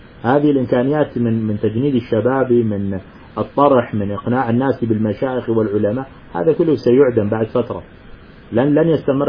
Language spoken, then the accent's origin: Arabic; Syria; مثل ما أنك سوري أنا كمان سوري